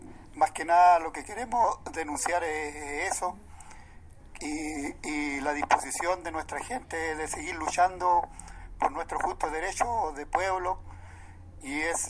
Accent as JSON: {"language": "Spanish", "town": "Huerqueno", "region": "Biobío", "country": "Chile", "said": "soy de Huerqueno, mensajero de las comunidades de la zona de Arauco"}